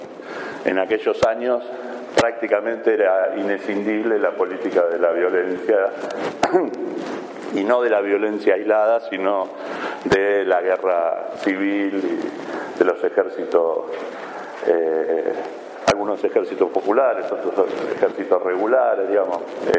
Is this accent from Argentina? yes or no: yes; Argentina; born there; Yo nací en esta ciudad y creo que nací en Argentina, estoy casi convencido. Y muy probablemente me muera en Argentina.